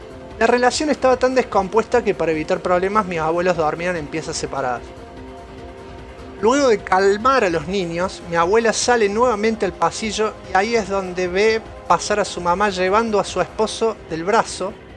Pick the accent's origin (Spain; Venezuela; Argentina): Argentina; Buenos Aires; soy de Capital.